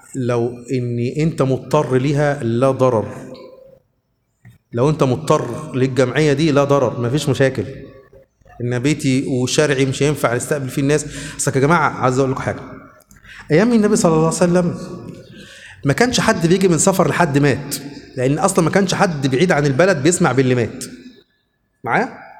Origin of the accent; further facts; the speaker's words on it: Luxor, Luxor Governorate, Egypt; انا دلوقتي من الاقصر